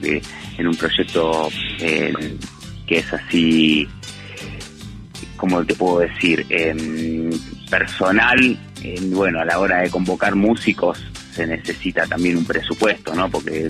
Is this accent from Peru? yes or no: no; Buenos Aires, Argentina; moved away as an adult; now in Huerta Grande, Argentina; Valle de Punilla, de Huerta Grande, mejor dicho. Bueno, que vengo de Buenos Aires en 2016